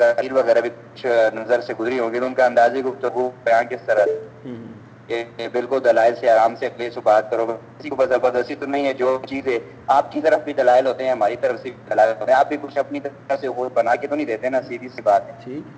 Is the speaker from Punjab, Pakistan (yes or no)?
yes; Attock, Punjab, Pakistan; پاکستان سے. ویسے تو میں, ہمارا جو آبائی جو شہر ہے نا اٹک ہے.